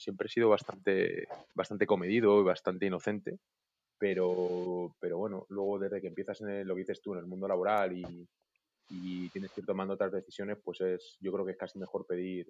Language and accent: Spanish; Segovia, Castile and León, Spain; also born or lived in Salamanca; Crecí en Segovia. Yo nací en Salamanca porque mis padres eran de allí.